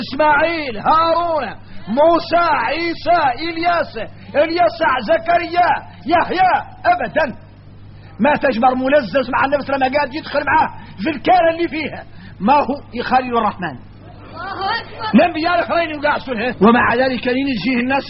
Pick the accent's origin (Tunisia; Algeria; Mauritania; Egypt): Mauritania; احنا راك موريتاني عندنا فهم عن مولانا خاص